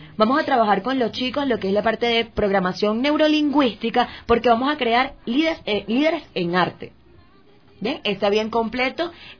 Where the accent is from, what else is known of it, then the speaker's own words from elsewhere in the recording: Venezuela; Vengo igual de Venezuela.